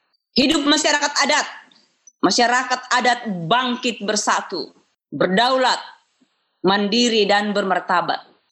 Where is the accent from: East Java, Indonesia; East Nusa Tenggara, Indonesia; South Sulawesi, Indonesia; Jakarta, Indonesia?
South Sulawesi, Indonesia; now in Bogor, Indonesia; Khusus untuk kampung halaman saya, Sangtorayan, Manasu Moraka.